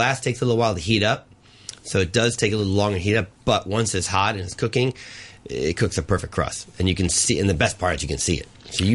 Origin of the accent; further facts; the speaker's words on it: Chicago, Illinois, United States; Yeah, I grew up in the Midwest. That's where it's all from.